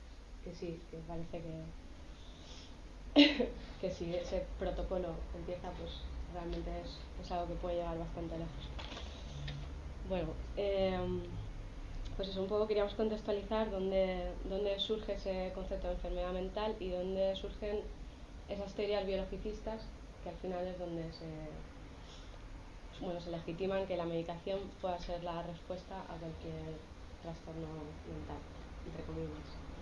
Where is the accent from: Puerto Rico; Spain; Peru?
Spain; Granada, Andalusia; now in Bilbao, Spain; nosotros estamos viviendo en Bilbao, pero venimos de Granada